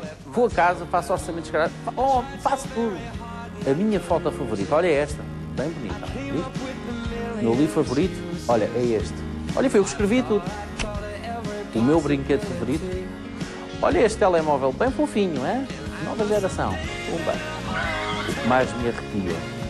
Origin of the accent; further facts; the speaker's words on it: Cascais, Lisbon, Portugal; born there; nasci em Cascais em 1978.